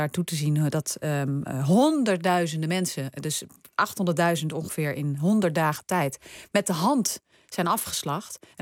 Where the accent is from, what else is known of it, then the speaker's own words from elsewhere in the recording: Netherlands; Nou ja, we hebben natuurlijk als Nederlander allemaal een gevoel bij het woord collaboratie.